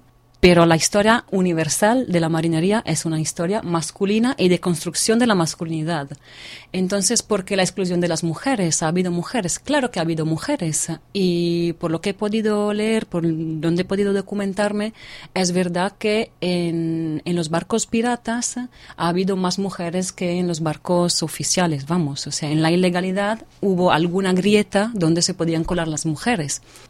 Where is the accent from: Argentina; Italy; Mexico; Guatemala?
Italy; Venice, Veneto; llevo años, soy de Venecia, llevo años ocupándome de marinos